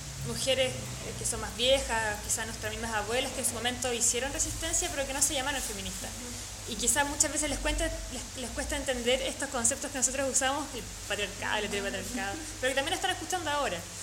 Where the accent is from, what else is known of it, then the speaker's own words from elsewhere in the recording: Valparaíso, Chile; no solo somos las mujeres de Valpo ni de Chile las que están haciendo cosas